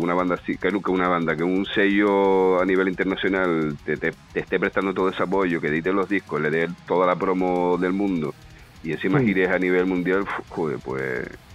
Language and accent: Spanish; Albacete, Castilla-La Mancha, Spain; que venimos de aquí al lado, que somos de Albacete, que no venimos ni de Inglaterra, ni de Estados Unidos, ni de otro lugar más allá